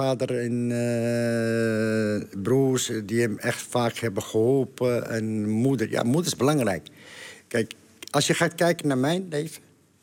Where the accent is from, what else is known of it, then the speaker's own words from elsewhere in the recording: Netherlands; Maar EK, ben ik gewoon een Nederlander.